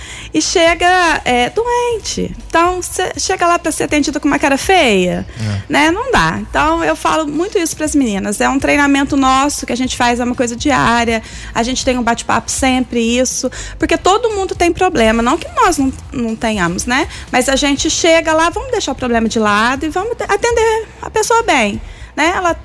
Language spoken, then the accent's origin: Portuguese; São Bernardo do Campo, São Paulo, Brazil; born there; also born or lived in Minas Gerais; eu sou natural de São Bernardo do Campo, São Paulo, né? Mas a minha mãe é de Minas. Então, eu morava em Minas e fui fazer a faculdade em Alfenas.